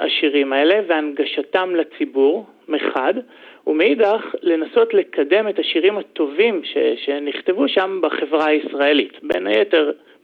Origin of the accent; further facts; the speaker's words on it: Mishmar HaNegev, Southern District, Israel; now in Sde Boker, Israel; אני במקור מקיבוץ משמר הנגב, אבל כעת אני מתגורר בשדה בוקר בקיבוץ.